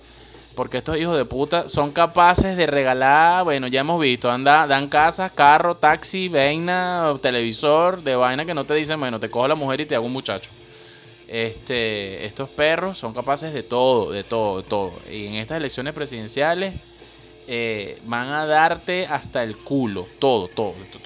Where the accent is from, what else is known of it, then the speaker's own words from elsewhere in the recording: Venezuela; Bueno, yo no, pero pues soy venezolano.